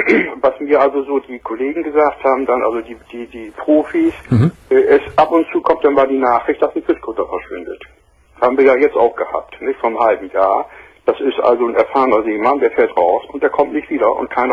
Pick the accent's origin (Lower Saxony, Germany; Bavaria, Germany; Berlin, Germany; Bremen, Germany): Bremen, Germany; moved away; da ich ja nun neu bin hier oben, ich bin hier vor 4 Jahren erst hergezogen, ich bin von Hause aus, bin ich Bremer